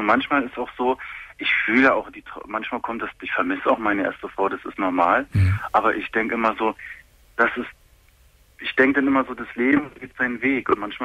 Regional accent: Germany; Nein, gar nicht. Nein, ich bin Deutscher.

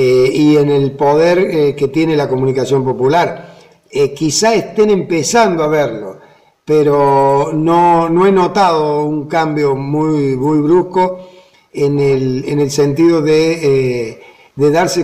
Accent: Argentina; Por la concepción del argentino, por cómo somos los argentinos

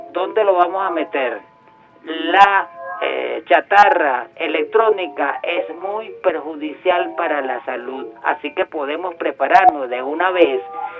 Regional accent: Caracas, Capital District, Venezuela; soy caraqueño, feliz Caracas

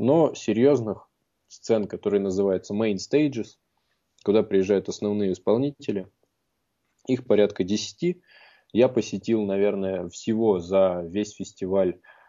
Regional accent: Russia; И спросив, узнав о том, что мы из России

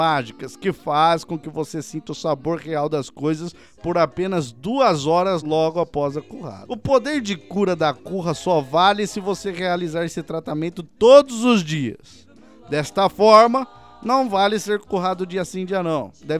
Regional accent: Sorocaba, São Paulo, Brazil; sou da cidade de Sorocaba.

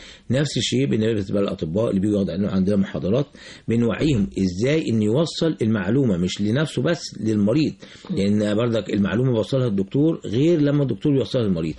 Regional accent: Egypt; مش عندنا في مصر بس

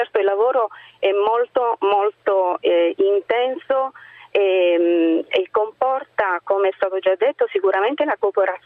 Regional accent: Apulia, Italy; non vengo dal Trento, io sono della provincia di Lecce.

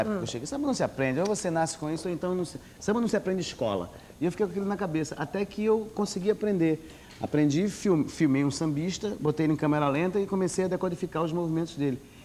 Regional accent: Recife, Pernambuco, Brazil; now in Rio de Janeiro, Brazil; Ah, eu sou de Pernambuco, eu sou recifense. Então, quando eu cheguei pro Rio, eu não sabia dessa forró.

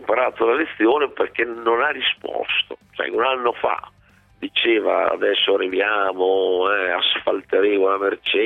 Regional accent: Modena, Emilia-Romagna, Italy; dalle mie parti a Modena

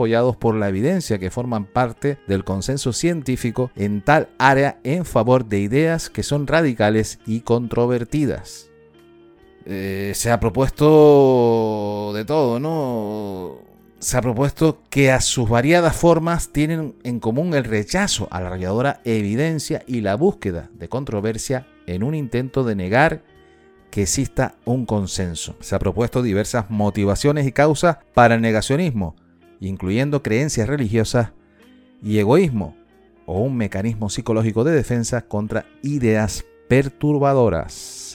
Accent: Canary Islands, Spain; nosotros que somos canarias, que somos de origen volcánico, ya lo tenemos aquí, estoy desde Tenerife y esos son nuestros orígenes

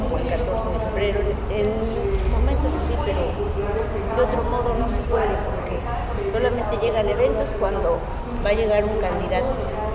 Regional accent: Puebla, Mexico; Por ejemplo, yo soy de Puebla. Puebla es un estado...

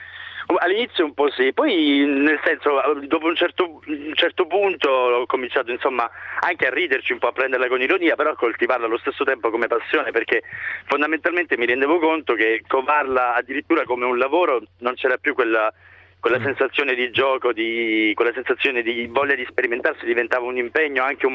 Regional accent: Apulia, Italy; moved away as an adult; now in Rome, Italy; sono pugliese ma vivo a Roma da 10 anni, ne ho 33 attualmente

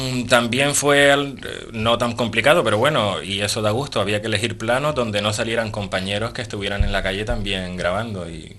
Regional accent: Gáldar, Canary Islands, Spain; Soy de Galdar

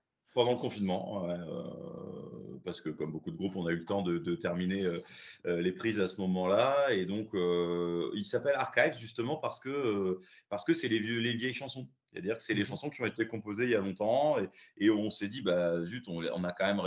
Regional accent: Amiens, Hauts-de-France, France; nous, on est d'Amiens, donc du nord de la France, hein, ce qui est un peu l'opposé de Toulouse.

